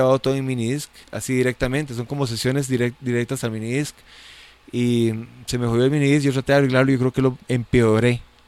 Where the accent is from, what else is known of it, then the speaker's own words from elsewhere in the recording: Heredia, Costa Rica; Somos de Heredia y nos gusta la música alternativa, ¿verdad?